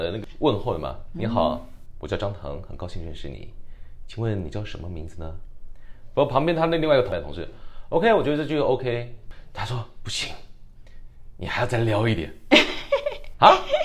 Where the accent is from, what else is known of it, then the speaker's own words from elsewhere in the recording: Taiwan; accent: Taiwanese; 那我们台湾口音是我们台湾的标准普通话